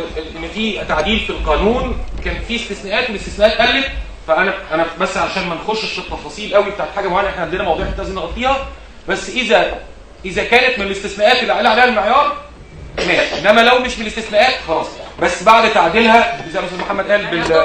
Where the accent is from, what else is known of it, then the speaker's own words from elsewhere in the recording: Egypt; زي عندنا في مصر 75%